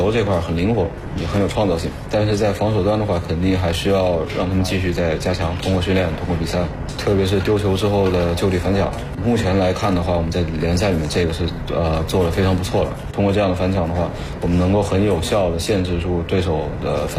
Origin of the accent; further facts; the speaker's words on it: Germany; 德国大家知道我是德国人老乡，